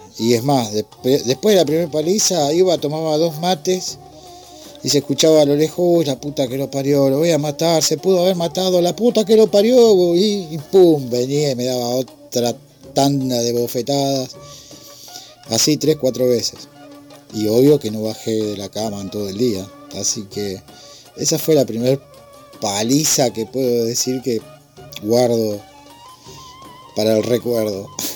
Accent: Remedios de Escalada, Buenos Aires Province, Argentina; soy de Escalada.

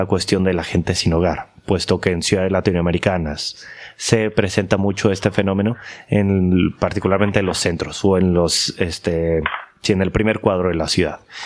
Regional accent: Mexico; now in Granada, Spain; al ser yo extranjero, mexicano

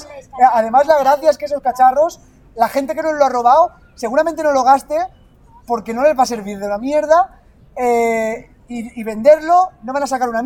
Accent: Benissa, Valencian Community, Spain; Y yo soy de Benissa.

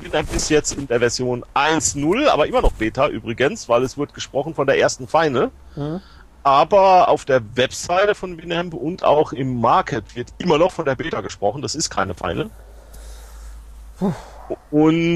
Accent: Germany; Ich komme doch aus Germany.

